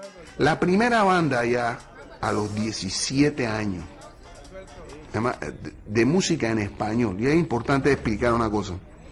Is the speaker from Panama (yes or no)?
yes; Panama; Yo sí pensé, yo tengo que entenderme como un panameño en mis propios términos.